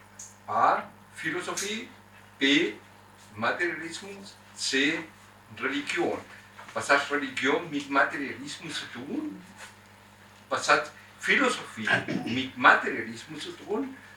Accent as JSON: {"language": "German", "country": "Chile", "tie": "born there", "second_language": "German", "said": "ich bin römisch-katholisch, ich bin Chilene geboren, in Chile geboren"}